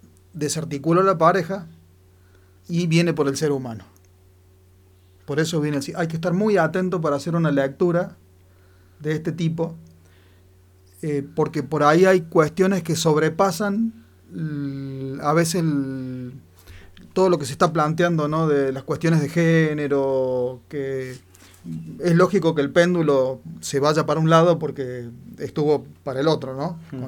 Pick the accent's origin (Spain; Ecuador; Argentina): Argentina; Me da vergüenza que esa persona me represente como argentino, ¿no?